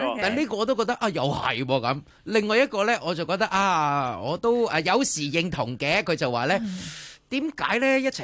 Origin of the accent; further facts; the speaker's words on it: Hong Kong; 我哋香港人会少向嗰个方向谂。